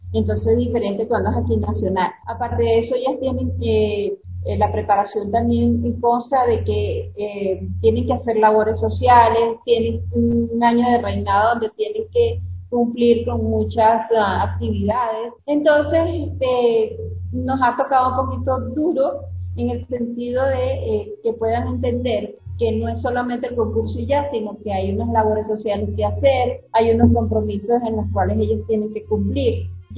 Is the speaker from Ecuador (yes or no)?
yes; Ecuador; porque yo soy parte del Ecuador